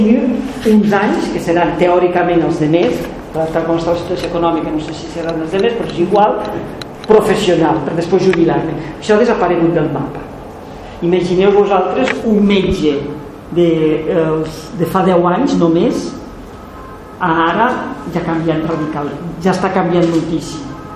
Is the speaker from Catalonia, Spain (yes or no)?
yes; Barcelona, Catalonia, Spain; A Barcelona, la gent que som de Barcelona té un problema